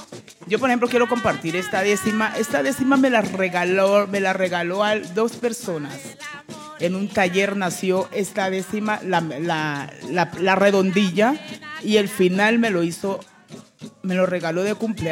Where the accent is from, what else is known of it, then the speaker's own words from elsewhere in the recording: Tumaco, Nariño, Colombia; le escribo mucho a mi tierra tumaqueña. Por ejemplo, yo recuerdo que cuando yo era niña, los viejos, nuestros ancestros, yo era muy niña, pero sí me acuerdo de muchas cosas